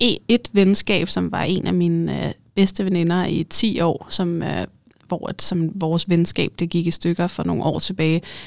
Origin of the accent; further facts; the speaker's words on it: North Denmark Region, Denmark; når jeg siger mand, så mener jeg mig, jeg er jo nordjyde.